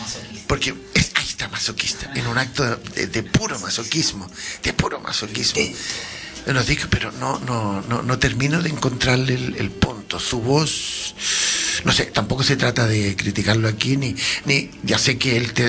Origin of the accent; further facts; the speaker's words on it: Santiago, Santiago Metropolitan Region, Chile; also born or lived in Valparaíso; Sí, yo también nací en el puerto. Me crié toda mi vida en Santiago, pero nací en el puerto, ¿verdad? Ahí en la Avenida Francia.